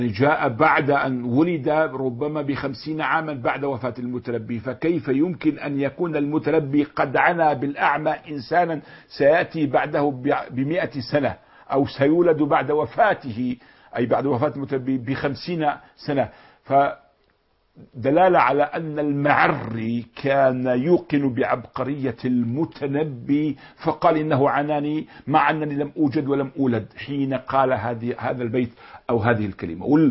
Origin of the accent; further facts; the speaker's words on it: Jordan; ولا جبل رضوى من جبل إبل الأدهم عندنا في الأردن